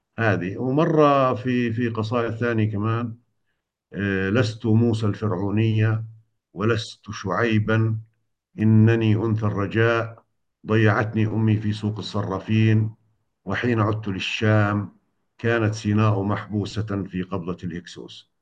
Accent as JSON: {"language": "Arabic", "country": "Palestine", "said": "أنا عربي من فلسطين، أنا عربي من فلسطين، لكن إحنا لما انولدنا يعني كنا ضمن المملكة الأردنية الهاشمية، على حدود المملكة الأردنية الهاشمية. المنطقة اللي بعدنا اللي هي باتجاه بئر السبع، قريب من بئر السبع"}